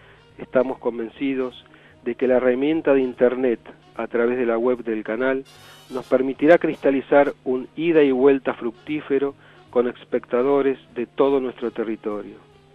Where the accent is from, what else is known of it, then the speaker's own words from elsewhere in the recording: Argentina; Me despido con el deseo de que seamos capaces como argentinos de sancionar en democracia una nueva ley de servicios de comunicación audiovisual